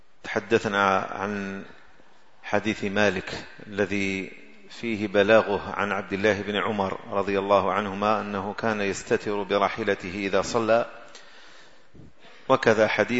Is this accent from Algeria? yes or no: yes; Algeria; هذا لا يوجد إلا عندنا في الجزائر